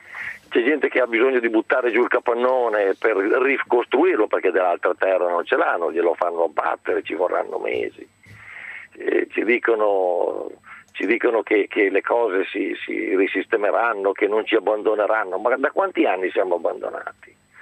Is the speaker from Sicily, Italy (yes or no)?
no; Concordia, Emilia-Romagna, Italy; Io sono originario di Concordia, i miei suoceri di Mirandola, e vado avanti e indietro tra questi due paesi. La mia attività è a Modena, grazie a Dio, come la mia casa personale